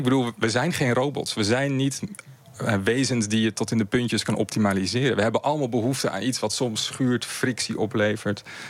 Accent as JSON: {"language": "Dutch", "town": "Amsterdam", "region": "North Holland", "country": "Netherlands", "said": "Ik kom zelf uit Amsterdam."}